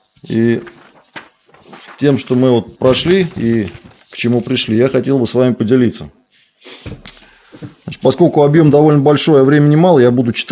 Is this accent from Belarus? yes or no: no; Moscow, Russia; born there; Я живу, родился в Москве.